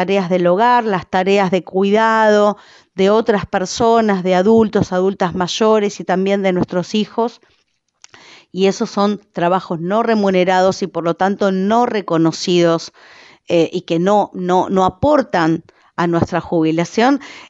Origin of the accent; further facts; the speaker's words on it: Uruguay; esto es un debate que nos debemos como uruguayos, como uruguayas